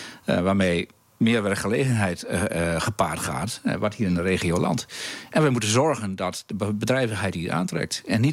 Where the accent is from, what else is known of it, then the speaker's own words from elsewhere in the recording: Emmer-Compascuum, Drenthe, Netherlands; Maar ik ben opgegroeid in Emmekopaskum, dat is in de oostkant van de gemeente Emmen.